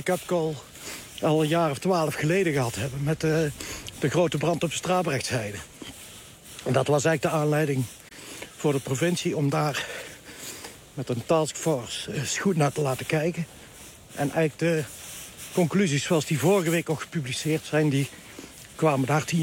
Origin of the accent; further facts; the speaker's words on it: North Brabant, Netherlands; Ja, het is mijn geboortegrond. Hier ben ik ook opgegroeid